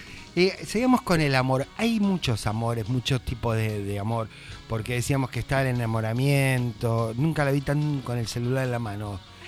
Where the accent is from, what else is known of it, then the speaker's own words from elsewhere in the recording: Avellaneda, Buenos Aires Province, Argentina; yo que viví y nací en Avellaneda